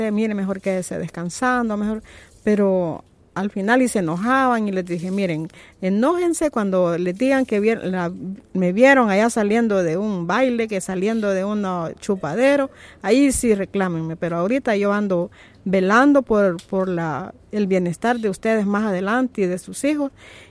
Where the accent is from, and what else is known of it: Tonacatepeque, San Salvador, El Salvador